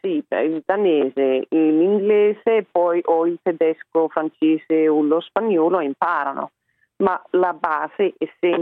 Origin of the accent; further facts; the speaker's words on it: Iceland; Italian is a second language; Io sono islandese, vengo dall'Islanda e parlo, diciamo, 5 lingue.